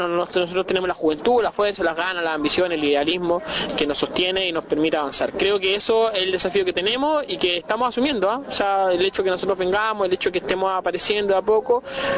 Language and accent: Spanish; Chile; No somos ni paraguayos, ni uruguayos, ni ecuatorianos, somos chilenos